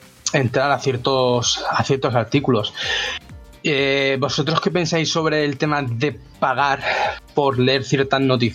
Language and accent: Spanish; Alicante, Valencian Community, Spain; para los que somos de Alicante